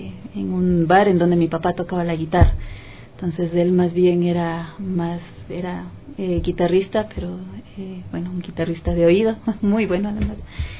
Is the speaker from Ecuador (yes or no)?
yes; Otavalo, Imbabura, Ecuador; Desde que salí de Otavalo yo decía, algún día tiene que haber un espacio en donde sea posible que los niños o los jóvenes que quieran estudiar música no tengan que salir